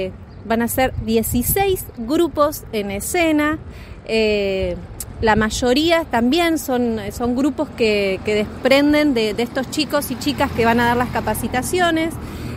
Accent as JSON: {"language": "Spanish", "town": "Mayor Buratovich", "region": "Buenos Aires", "country": "Argentina", "moved": "as an adult", "said": "hace 10 años que vivo acá, no soy de acá, soy de Mayor Buratovich, un pueblito yendo para Bahía Blanca, de la provincia de Buenos Aires, y me vine acá porque mis hijos son rionegrinos."}